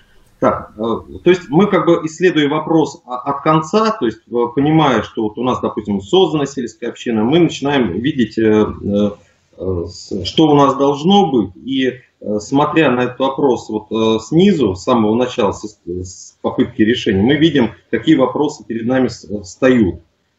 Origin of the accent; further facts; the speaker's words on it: Nizhny Novgorod, Nizhny Novgorod Oblast, Russia; я из Нижнего Новгорода, предприниматель.